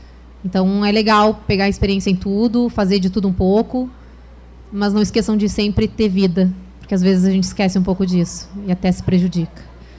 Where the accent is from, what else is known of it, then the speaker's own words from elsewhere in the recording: Rio Grande do Sul, Brazil; now in Rio de Janeiro, Brazil; quando a gente vem do Rio Grande do Sul, a gente acha que os melhores jornalistas estão no Rio de Janeiro